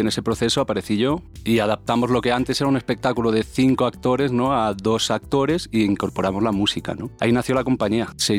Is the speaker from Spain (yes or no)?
yes; Barcelona, Catalonia, Spain; vengo de Barcelona